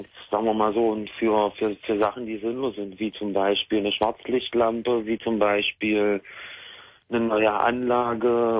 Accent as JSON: {"language": "German", "town": "Magdeburg", "region": "Saxony-Anhalt", "country": "Germany", "said": "Ich komme aus Magdeburg."}